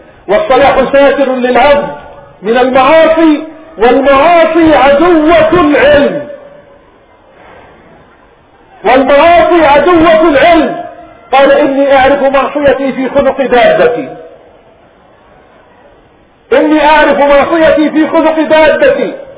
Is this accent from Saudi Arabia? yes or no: no; Palestine; توفي في بلادنا فلسطين، قالوا وقبره ربما يكون في الأغوار من بلادنا